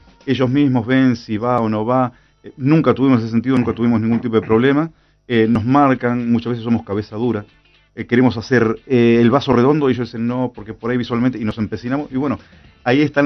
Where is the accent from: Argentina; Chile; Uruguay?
Argentina; Pero bueno, somos argentinos y somos así, ¿no?